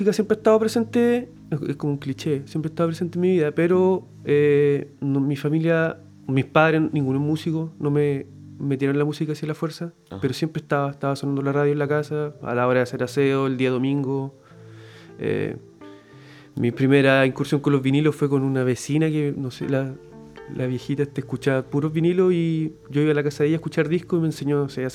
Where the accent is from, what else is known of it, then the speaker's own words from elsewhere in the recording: Concepción, Biobío, Chile; Yo soy nacido y malcriado acá en Concepción. No me he movido de acá.